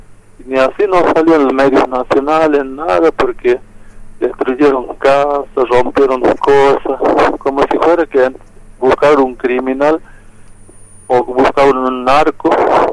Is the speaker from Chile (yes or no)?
no; Argentina; que nosotros somos de acá, somos argentinos.